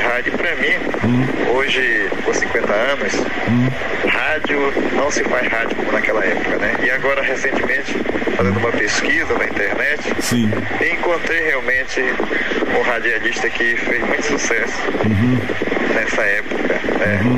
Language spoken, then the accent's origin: Portuguese; Nova Olinda do Norte, Amazonas, Brazil; No estado do Amazonas, onde eu nasci, uma